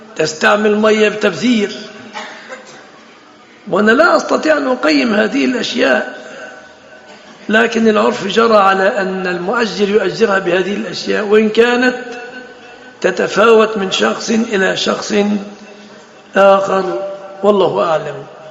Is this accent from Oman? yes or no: no; Egypt; يتفصل جيب عندنا في مصر يفصلوا المتبرجات جيب